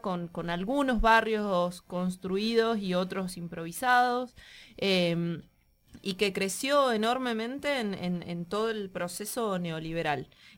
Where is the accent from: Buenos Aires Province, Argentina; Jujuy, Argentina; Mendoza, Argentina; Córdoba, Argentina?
Mendoza, Argentina; Agrelo; yo vengo de por allá, yo crecí en Agrelo, en la localidad inmediatamente anterior a la de Ugarteche